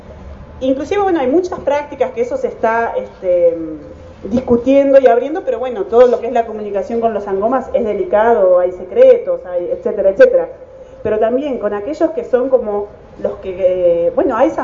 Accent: La Plata, Buenos Aires Province, Argentina; soy de La Plata. Volví de Sudáfrica ahora en diciembre y estoy acá desde diciembre.

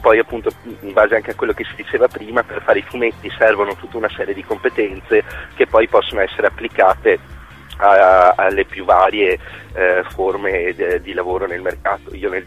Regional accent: Treviso, Veneto, Italy; io sono originario di Treviso

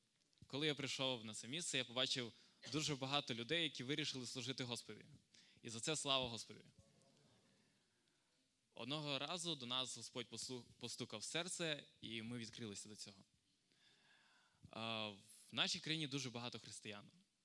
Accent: Stepan, Rivne Oblast, Ukraine; Я сам з Рівненської області. Із Степаня.

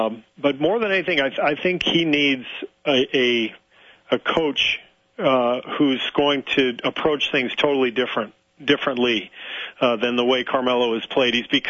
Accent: Pacific Palisades, California, United States; I grew up in Pacific Palisades, all right? We didn't need anything like that.

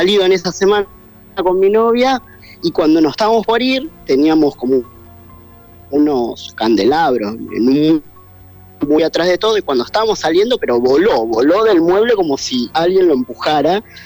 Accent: Rosario, Santa Fe, Argentina; now in Buenos Aires, Argentina; Bueno, yo soy de Rosario.

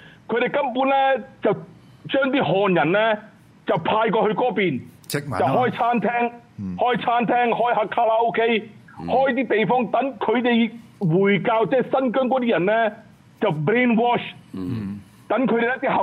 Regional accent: Hong Kong; 我哋咧，香港人，我哋香港人唔應該要 underestimate。

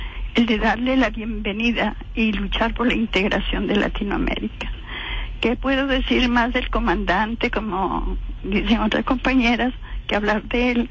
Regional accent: Peru; now in Venezuela; dándome la bienvenida como peruana y como vocera del Comité de Tierra

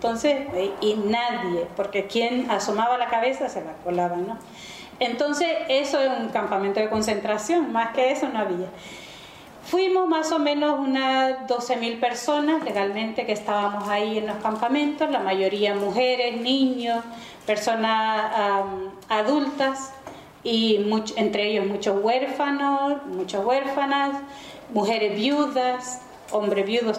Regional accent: Chalatenango, El Salvador; soy del departamento de Chalatenango, al norte de El Salvador. Soy de familia campesina, soy una campesina, aunque ahora no laboro la tierra, pero bueno, es parte del desarraigo que tenemos muchas personas. En el 81 fui a parar a Mesa Grande.

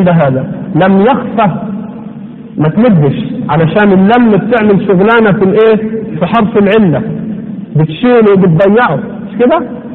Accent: Egypt; لا لا، احنا غلابة مصريين بنتكلم على اللي احنا فاهمينه

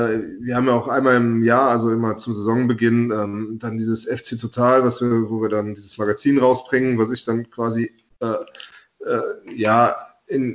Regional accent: Rhineland-Palatinate, Germany; Klaus Toppmöller, der ist aus Rivenich, das ist ungefähr 8 Kilometer von meinem Heimatort weg. Also da hatten wir so eine Mosellaner-Beziehung

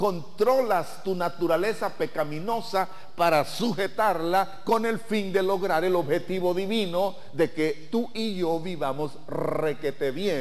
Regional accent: Nicaragua; así como nicaragüenses estamos regidos por la Constitución de la República

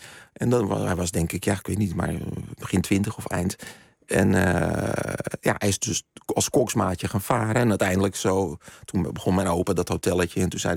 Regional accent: Zandvoort, North Holland, Netherlands; ik ben in Nederland opgegroeid.

